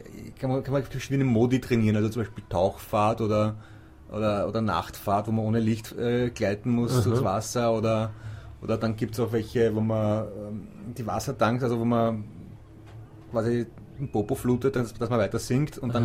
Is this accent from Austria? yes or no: yes; Austria; Also das freut mich sowohl als Schwimmerkollege als auch als Österreicher, muss ich wirklich sagen.